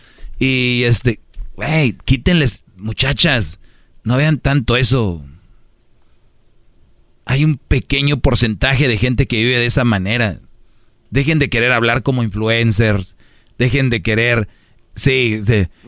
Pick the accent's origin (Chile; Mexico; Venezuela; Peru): Mexico; Monterrey, Nuevo León; Yo soy de Monterrey.